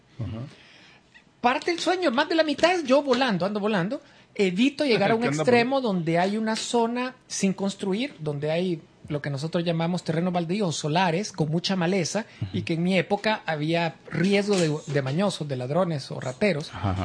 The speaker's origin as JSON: {"language": "Spanish", "region": "San Salvador", "country": "El Salvador", "tie": "born or raised there", "said": "Estoy en el pasaje donde, en las colonias donde viví en mi niñez, allá por el Boulevard de los Héroes."}